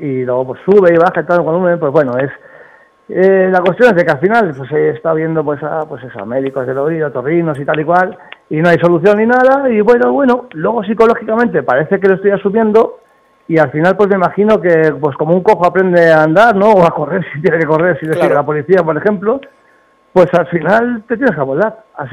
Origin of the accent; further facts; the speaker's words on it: Bilbao, Basque Country, Spain; como soy de Bilbao, pues lo tengo que tener muy alto